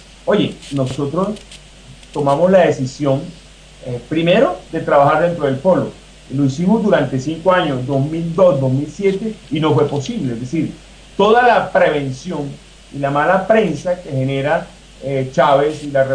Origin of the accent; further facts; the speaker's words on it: Colombia; born there; siendo nosotros colombianos, nacidos en Colombia, en territorio colombiano